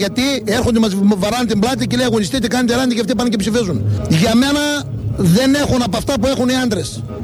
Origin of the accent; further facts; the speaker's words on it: Proastio, Thessaly, Greece; Προαστίου Καρδίτσας.